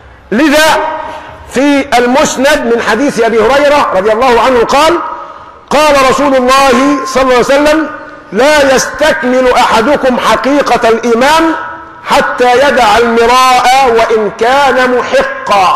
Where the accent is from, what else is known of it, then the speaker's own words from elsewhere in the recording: Egypt; يعني نحن كمصريين